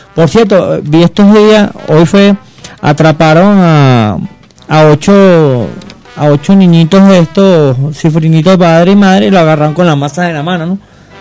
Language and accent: Spanish; Venezuela; de una nación realmente soberana como somos los venezolanos